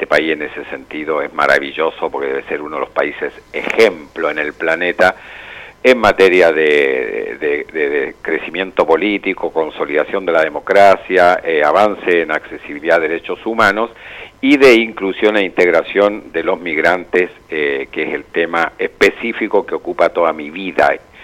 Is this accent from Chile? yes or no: yes; Chile; moved away as an adult; also born or lived in Buenos Aires; now in Neuquén, Argentina; yo soy chileno, vivo en Neuquén, en Argentina hace 40 años, primero en Porteñolandia, sí. Y hace más de 30 años en Neuquén, donde uno ya va echando raíces